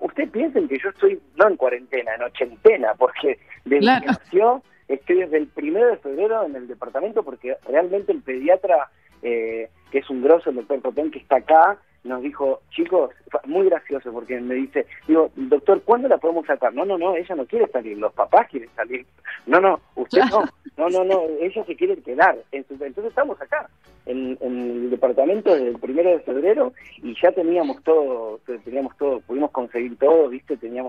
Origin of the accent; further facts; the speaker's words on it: Argentina; moved away; imagínate que nosotros somos de Argentina, ¿viste?